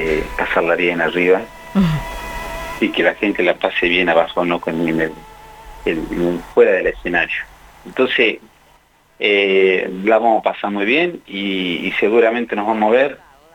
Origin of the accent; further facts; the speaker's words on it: La Pampa, Argentina; Somos pampeanos, yo nací en Zona Norte, mis compañeros en el Butaló.